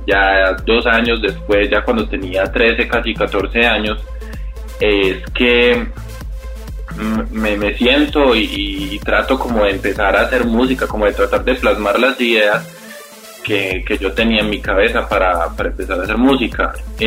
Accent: Colombia; sos un artista nuevo y sos colombiano

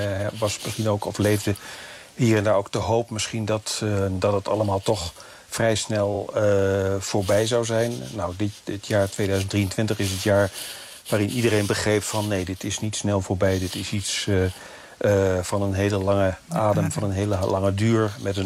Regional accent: Netherlands; de hele atmosfeer hier is toch ook wel een beetje vergelijkbaar met de kerstsfeer in Nederland, hoor.

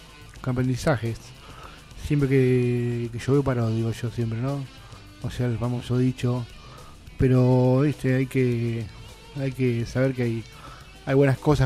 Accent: Argentina; ojalá que como argentinos dejemos de pelearnos entre nosotros

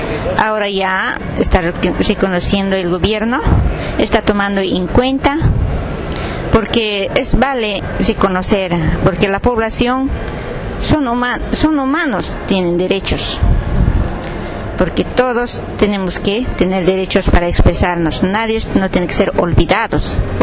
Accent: Bolivia; soy de Bolivia, de Radio Uñejata. Se encuentra este radio Uñejata, Departamento La Paz, provincia Pacajes.

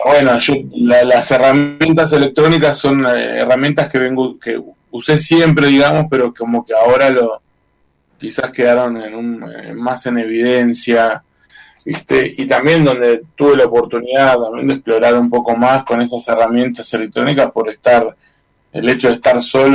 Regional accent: Chubut, Argentina; soy un ciudadano de la Patagonia, un ciudadano de Chubut en este caso

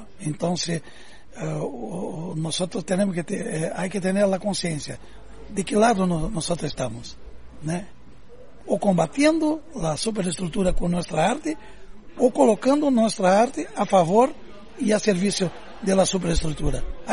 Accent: Brazil; Spanish is a second language; Y yo soy un trovador brasileño

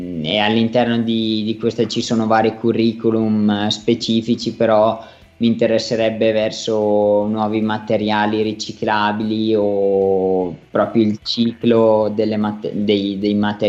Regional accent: Vermiglio, Trentino-Alto Adige, Italy; nel mio paese di Vermiglio, che ha avuto un'alta percentuale di contagi

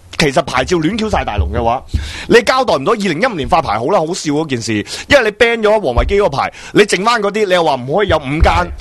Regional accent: Hong Kong; 佢就系耗费咗我哋香港人咁多嘅青春咯

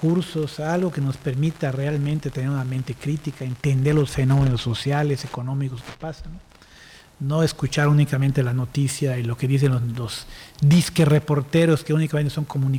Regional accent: Mérida, Yucatán, Mexico; como meridanos, yucatecos, mexicanos

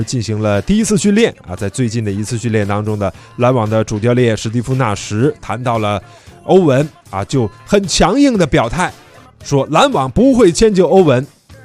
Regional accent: China; 我们中国人讲究说，哎，属牛的特别倔

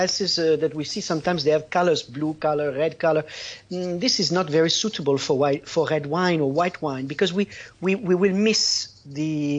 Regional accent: Canada; born there; I'm Canadian by birth, but Italian by love. I married an Italian woman. I got the passport.

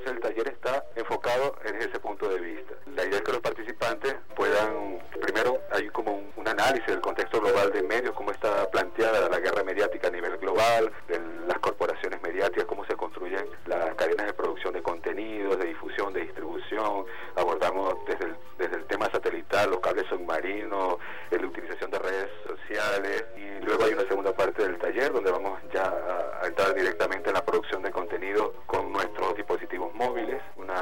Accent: Venezuela; como venezolanos

